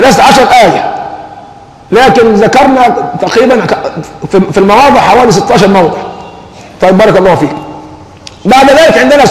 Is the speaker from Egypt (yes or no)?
yes; Egypt; يعني عندنا أمران، عندنا كمصريين الفتوى يعني الإجابة فيهم سهلة جدا